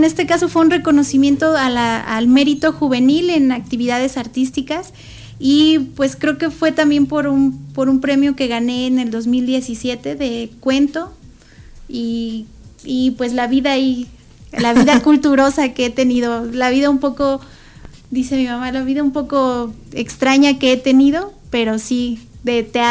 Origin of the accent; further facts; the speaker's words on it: Taxco, Guerrero, Mexico; en Taxco, yo soy de Taxco, Guerrero